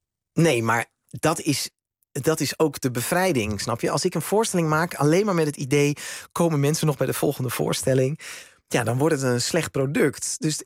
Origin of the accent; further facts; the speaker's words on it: Netherlands; dat wij als Nederlanders naar Duitsland zouden gaan.